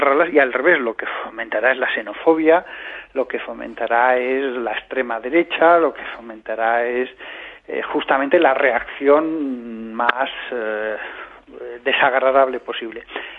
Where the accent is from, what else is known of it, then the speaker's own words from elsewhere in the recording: Aragon, Spain; Yo hablo con pasión y entusiasmo, como buen aragonés que soy